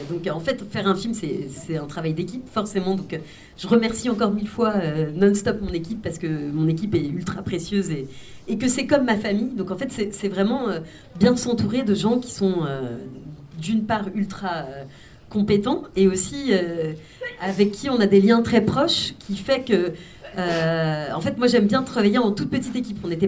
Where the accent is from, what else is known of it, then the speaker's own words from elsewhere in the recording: France; moi, je suis née en France, mais de deux parents polonais. Enfin, donc, j'ai grandi dans une famille polonaise en France